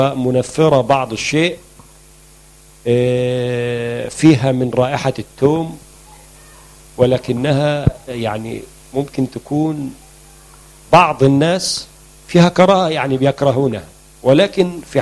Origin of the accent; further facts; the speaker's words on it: Egypt; موجود عندنا في مصر العديد من أنواع الخل الطبيعي،